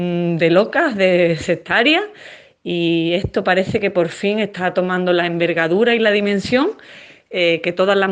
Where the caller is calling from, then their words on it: Seville, Andalusia, Spain; Hola Pilar … de Sevilla